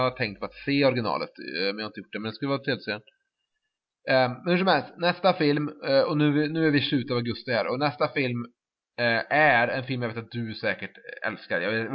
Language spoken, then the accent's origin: Swedish; Trollhättan, Västra Götaland County, Sweden; Sen var jag hemma i Trollhättan igen